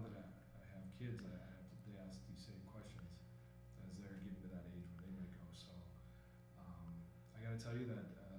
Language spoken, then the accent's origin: English; Mandan, North Dakota, United States; also born or lived in Arkansas; I was born in Arkansas. I primarily grew up in Mandan, North Dakota. That's where I went to school and graduated.